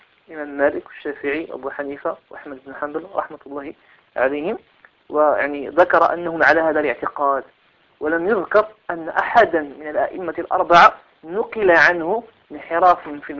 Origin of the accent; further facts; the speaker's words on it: Morocco; كما هو الحال في بلدنا المغرب،